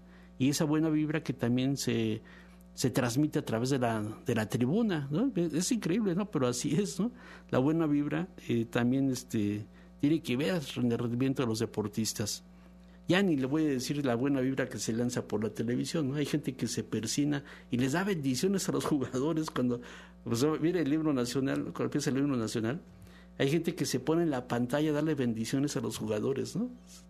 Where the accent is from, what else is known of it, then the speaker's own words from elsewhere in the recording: Mexico; Y así como a nosotros, como mexicanos, nos castigan o nos llaman la atención por gritar la palabra